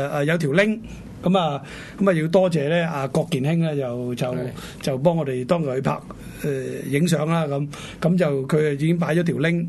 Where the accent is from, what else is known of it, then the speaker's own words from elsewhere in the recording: China; 唔單止係我哋中國人嘅一件即係大事啊